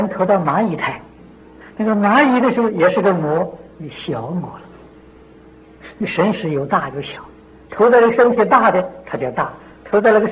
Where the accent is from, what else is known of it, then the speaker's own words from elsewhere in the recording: China; 我们中国人这个修行功夫没有这么高啊